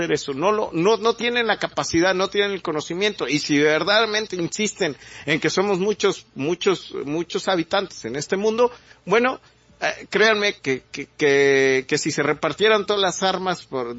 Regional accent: Mexico; están sacando la cara por sobrevivir como mexicanos con nuestros ideales, con nuestras costumbres

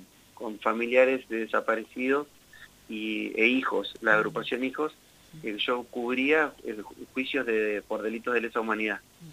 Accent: Huatraché, La Pampa, Argentina; moved away; El otro día pensaba que llevo casi tantos años fuera de Huatraché como en Huatraché. Así que, bueno, no sé si ya soy tanto de Huatraché. Sí, soy de ahí, pero ya hace como 16 años, 15, 16 años que no vivo ahí.

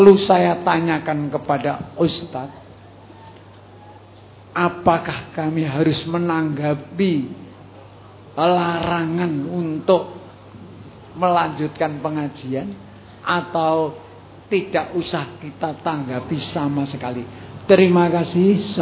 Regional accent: Wonogiri, Central Java, Indonesia; berasal dari daerah Slogoimo, daerah Wonogiri.

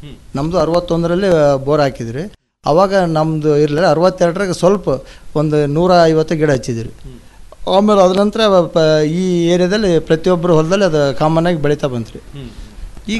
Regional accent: Anakanahalli, Karnataka, India; ನಮ್ಮದು ಅನಕನಹಳ್ಳಿ ಗ್ರಾಮ ರೀ

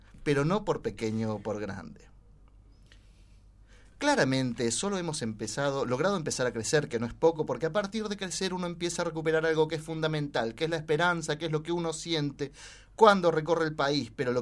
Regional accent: Argentina; Es una demostración de lo que somos capaces los argentinos de hacer cuando nos sentamos alrededor de una mesa

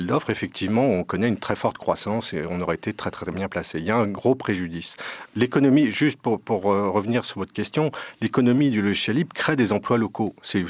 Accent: Paris, Île-de-France, France; Là, je suis de Paris, en France, et la plupart des administrations publiques en France tournent maintenant à des solutions en logiciel libre

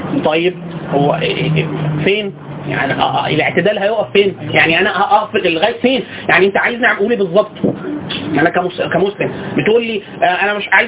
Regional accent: Egypt; حتى في وجهه نظرنا احنا كمصريين

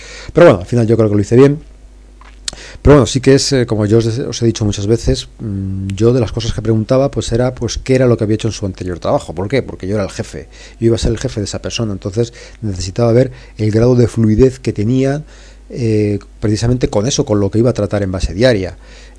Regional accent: Madrid, Community of Madrid, Spain; Le dije que no, que era de Madrid

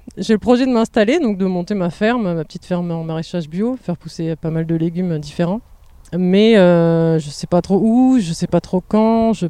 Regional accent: Hauts-de-France, France; Alors moi je viens du Nord et je suis montée à Paris pour faire mes études après le bac

